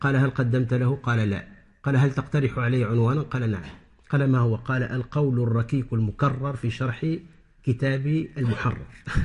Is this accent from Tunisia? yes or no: yes; Tunisia; مثلا عندنا في تونس في بعض الأرياف